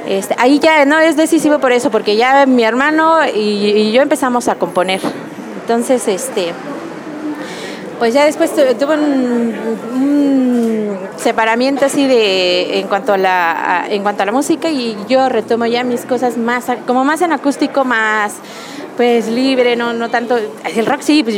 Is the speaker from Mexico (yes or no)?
yes; Mexico; no sé si era el caso de que va uno como mexicano, la verdad es muy bien acogido